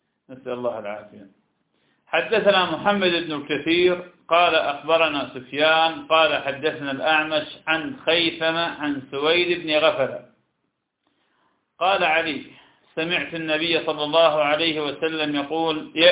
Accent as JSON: {"language": "Arabic", "country": "Iraq", "said": "وهذا كان عندنا في العراق كثيرا جدا لكنه زال بالمدينة منذ سنين"}